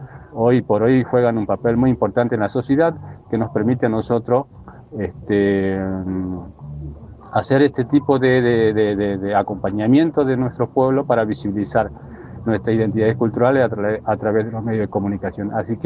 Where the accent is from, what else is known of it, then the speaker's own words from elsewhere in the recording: Salta, Argentina; te estoy hablando desde San Ramón de la Nueva Orán, provincia de Salta. … soy del pueblo guaraní, soy guaraní.